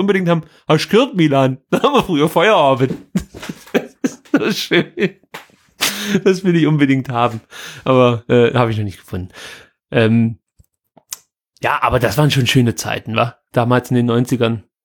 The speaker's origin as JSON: {"language": "German", "town": "Stuttgart", "region": "Baden-Württemberg", "country": "Germany", "said": "Das gab es bei uns in Stuttgart definitiv nicht."}